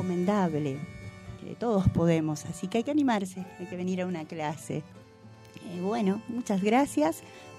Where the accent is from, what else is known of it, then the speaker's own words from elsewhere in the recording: Las Rabonas, Córdoba, Argentina; Soy de las Rabonas, me voy caminando 3 kilómetros de ida y 3 de vuelta.